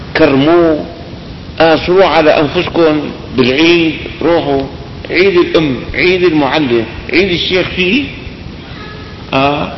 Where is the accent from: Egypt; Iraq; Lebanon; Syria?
Syria; Damascus, Damascus Governorate; هذا كان رئيس وزراء وكان له وزن عندنا في دمشق